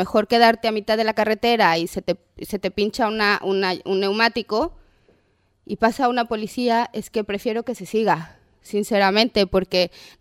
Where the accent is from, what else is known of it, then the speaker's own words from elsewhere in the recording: Mexico; Yo soy mexicana y me da mucha pena decir esto